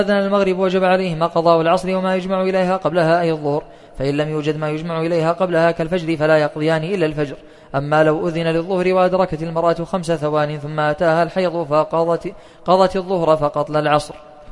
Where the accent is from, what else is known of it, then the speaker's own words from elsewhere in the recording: Saudi Arabia; فالتقويم عندنا في السعودية